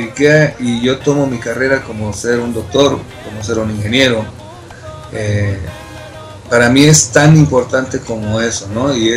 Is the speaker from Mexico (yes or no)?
yes; Veracruz, Mexico; also born or lived in Tlacotalpan; Nací en Tlacotalpan, Veracruz, pero siempre radiqué en Veracruz, en el puerto.